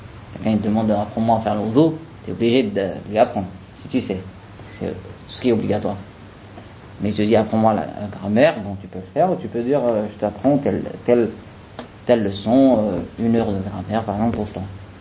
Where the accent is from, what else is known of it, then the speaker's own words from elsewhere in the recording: France; parce que il a vu que je viens de France